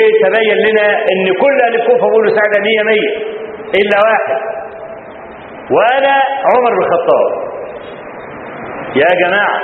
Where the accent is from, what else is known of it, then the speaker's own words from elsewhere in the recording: Egypt; فأنا ما بقولش الكلام ده عشان أنا مصري